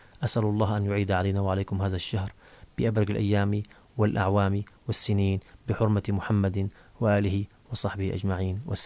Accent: Syria; نحن نعيش في بلد كرمه الله سبحانه وتعالى، بلدنا سوريا قلب هذا العالم

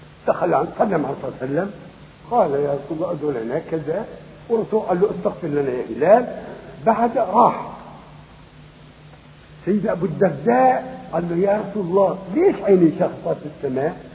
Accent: Syria; مثلا بلادنا بلاد الشام، بلاد سوريا سبعة

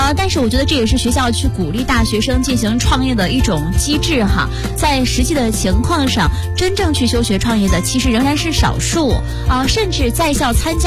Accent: Shandong, China; 继续分享一个来自我家乡的消息，山东的一条消息

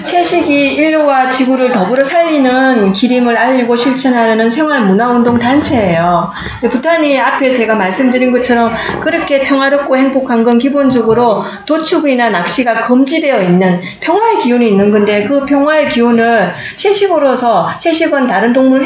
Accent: Ulsan, South Korea; accent: Gyeongsang; 저 울산이에요.

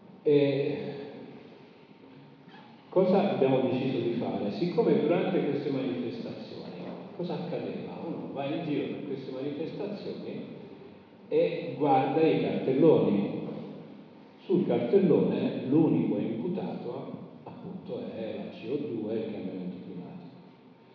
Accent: Comiso, Sicily, Italy; sono originario della Sicilia, di Comiso, provincia di Ragusa.

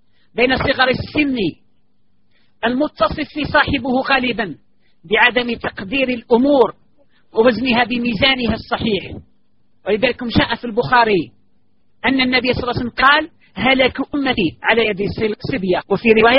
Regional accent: Algeria; وهذا قد حدث عندنا في الجزائر وفي غير الجزائر

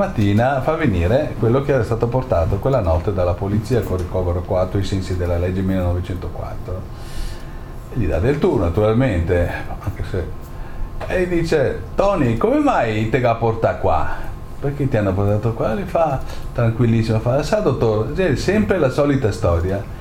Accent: Venice, Veneto, Italy; io sono di Venezia

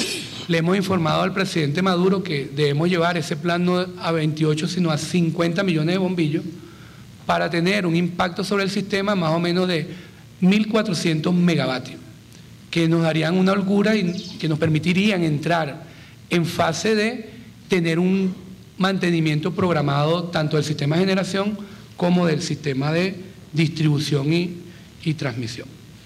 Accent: Venezuela; yo como venezolano me niego a que los estemos importando.

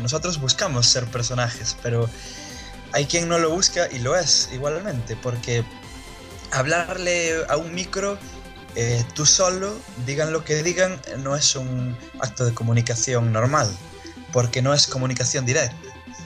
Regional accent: Spain; born there; me da igual ser de España que ser de cualquier otro sitio. Entonces, me da igual que hables mal de mi tierra, porque mi tierra es mi tierra solo porque nací ahí.

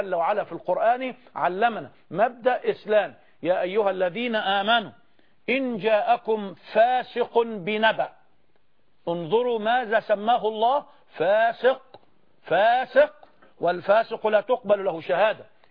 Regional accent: Egypt; وأن نكون كمصريين بجميع أطيافنا على قلب رجل واحد

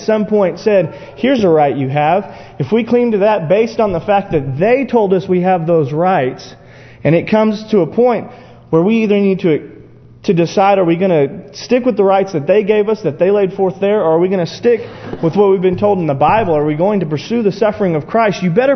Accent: United States; because that's who I am. I'm an American.

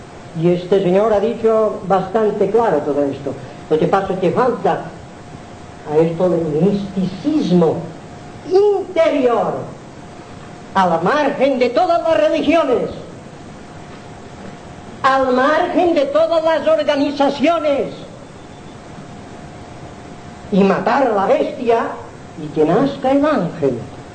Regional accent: Balearic Islands, Spain; las forasteradas estas, soy mallorquín

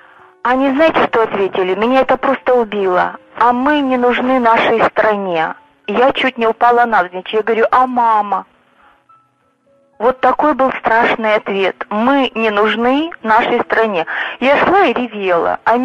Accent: Taganrog, Rostov Oblast, Russia; Я из Таганрога.

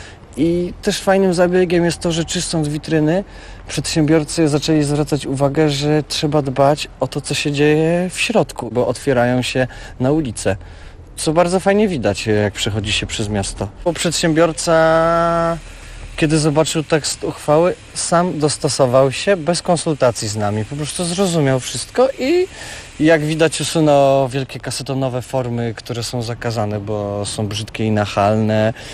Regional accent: Poznań, Greater Poland Voivodeship, Poland; Tak, jestem stąd.

